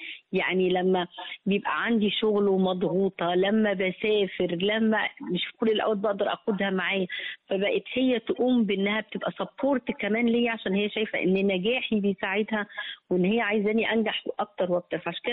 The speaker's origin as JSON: {"language": "Arabic", "country": "Egypt", "said": "وطول ما انا ماشي سعيده بقى ان انا مصريه والناس كلها عارفه ان انا مصريه"}